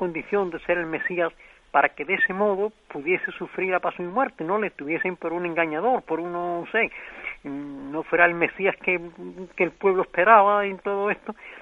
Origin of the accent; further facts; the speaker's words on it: Seville, Andalusia, Spain; sí, de Sevilla.